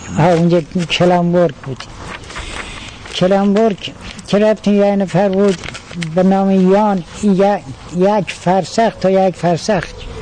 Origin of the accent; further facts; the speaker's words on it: Yazd, Iran; ما اهل یزدیم، ولی باز مال آبادی هست سیفرسخیش.